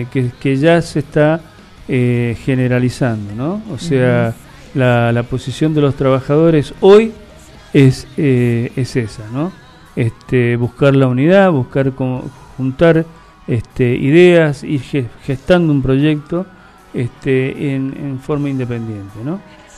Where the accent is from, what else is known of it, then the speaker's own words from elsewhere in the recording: Mendoza, Argentina; nosotros como mendocinos quedamos medio